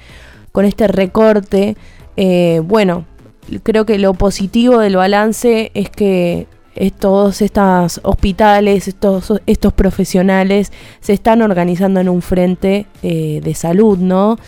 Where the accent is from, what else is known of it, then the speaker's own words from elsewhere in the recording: Argentina; ahí como buen argentino hay que estar para defender lo que nos pertenece